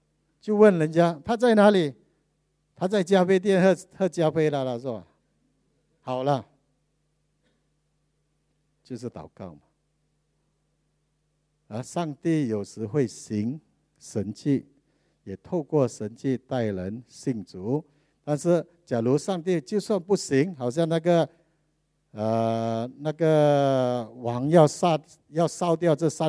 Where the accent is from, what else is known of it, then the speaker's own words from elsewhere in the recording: Malaysia; 我讲不是，me Malay 就是我们是马来西亚人。